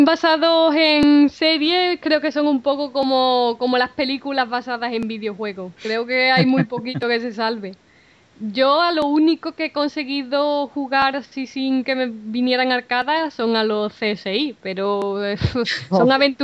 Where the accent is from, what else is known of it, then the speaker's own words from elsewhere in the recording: Seville, Andalusia, Spain; Originariamente de Sevilla.